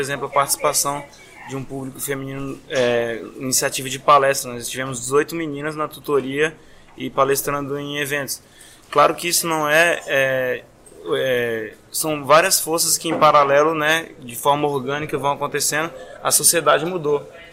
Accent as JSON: {"language": "Portuguese", "town": "Brasília", "region": "Federal District", "country": "Brazil", "tie": "born or raised there", "moved": "as an adult", "lives_now": "Florianópolis, Brazil", "said": "Nasci e vivi em Brasília 22 anos e mudei pra Florianópolis ano passado."}